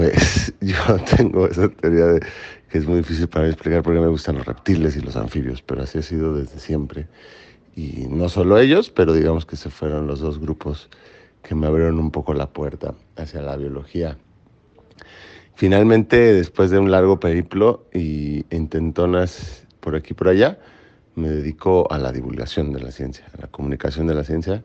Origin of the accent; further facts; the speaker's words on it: Mexico City, Mexico; born there; also born or lived in Los Mochis; tengo 41 años. Nací con un pie en la Ciudad de México y el otro en Los Mochis, Sinaloa.